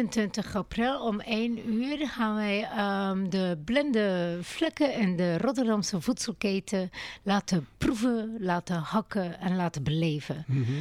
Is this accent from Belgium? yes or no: yes; Belgium; Maar ik ben Belg.